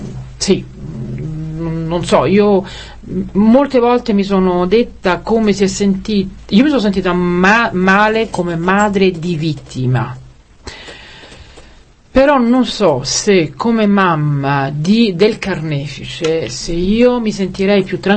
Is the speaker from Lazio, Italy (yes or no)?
yes; Rome, Lazio, Italy; dunque io da romana parteggio perché venite.